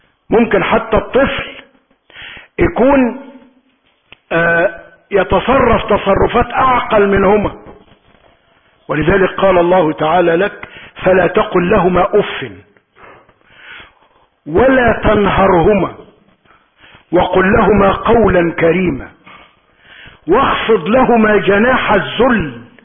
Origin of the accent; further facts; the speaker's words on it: Egypt; اللهم اعصم بلدنا مصر من السوء